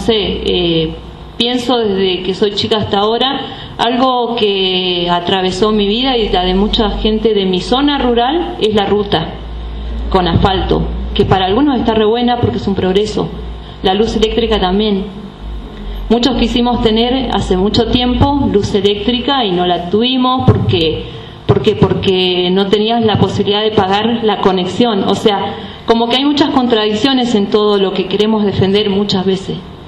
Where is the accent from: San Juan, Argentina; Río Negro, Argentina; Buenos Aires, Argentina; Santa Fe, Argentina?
Río Negro, Argentina; Los Repollos; Soy pobladora de Los Repollos desde siempre, 41 años. Soy exalumna de una escuela rural, de la escuela 214.